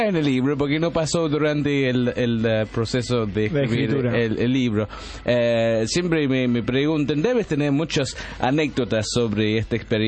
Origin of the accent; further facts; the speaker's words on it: England, United Kingdom; Spanish is a second language; había tomado más de la cuenta siendo inglés